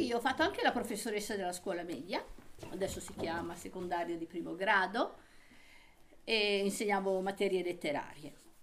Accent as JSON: {"language": "Italian", "town": "Savona", "region": "Liguria", "country": "Italy", "tie": "born there", "said": "Io sono nata in Liguria, a Savona, e poi ho fatto un salto e sono andata, quindi Savona è sul mare, vicino a Genova. Poi ho fatto questo salto e sono andata in pianura, alle porte di Milano, in un paese abbastanza grossino, insomma, sui 7.000 abitanti"}